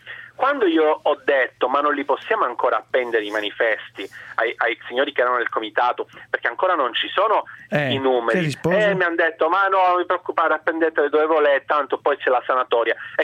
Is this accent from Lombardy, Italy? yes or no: yes; Brescia, Lombardy, Italy; io vengo da Brescia, quindi mi sono occupato in particolare della provincia di Brescia.